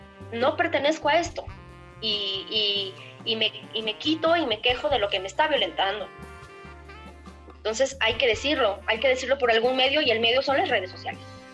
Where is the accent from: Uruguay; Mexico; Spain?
Mexico; Porque soy ciudadano, porque soy mexicano, porque me identifico